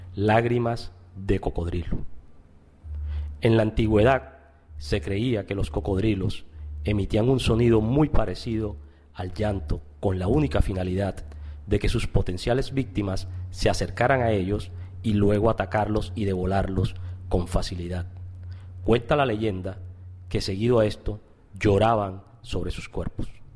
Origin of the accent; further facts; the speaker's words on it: Córdoba, Argentina; Mi tierra natal, Córdoba